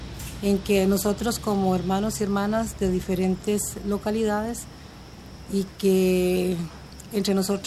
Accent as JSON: {"language": "Spanish", "country": "Costa Rica", "said": "a la misma mesa en mi país, en Costa Rica"}